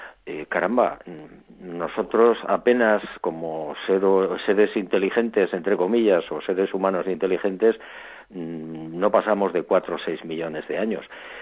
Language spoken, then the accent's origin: Spanish; Barbate, Andalusia, Spain; la posibilidad de regresar a mi pueblo, a Barbate, a mi playa